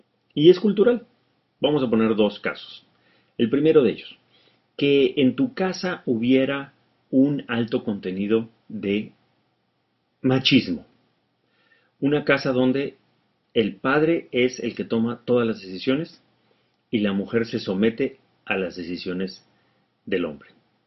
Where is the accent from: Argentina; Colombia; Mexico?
Mexico; En nuestra cultura, al menos en México, en mi país, hay un dicho popular